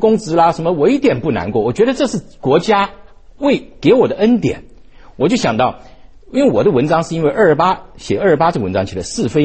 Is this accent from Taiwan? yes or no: yes; Taiwan; 台八子其实就是我们台湾话叫做砍桥啊，